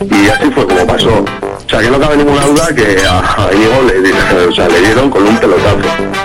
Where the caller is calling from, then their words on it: Bilbao, Basque Country, Spain; de Bilbao.